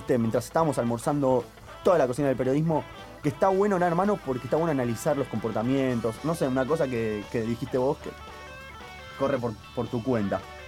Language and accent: Spanish; Argentina; Bueno, yo soy argentino.